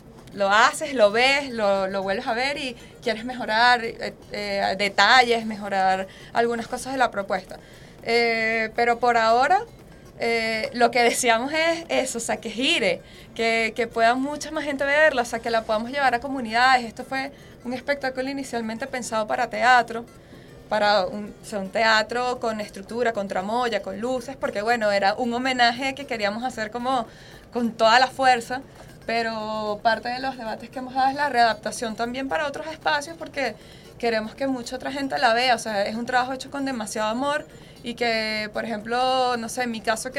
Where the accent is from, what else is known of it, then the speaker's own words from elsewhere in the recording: Maracaibo, Zulia, Venezuela; now in Caracas, Venezuela; nosotras mismas somos de Maracaibo